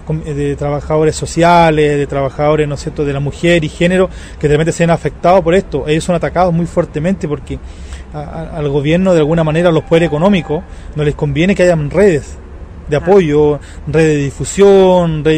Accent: Chile; soy mapuche lafkenche de Chile.

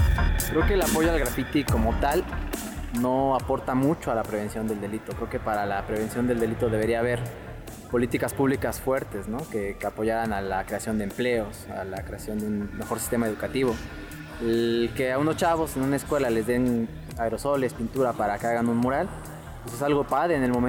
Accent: Jiutepec, Morelos, Mexico; yo soy originario de Jutepec.

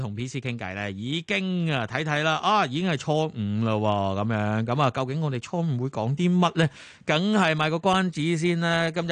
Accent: Guangzhou, Guangdong, China; 我因为我乡下都系广州啦。

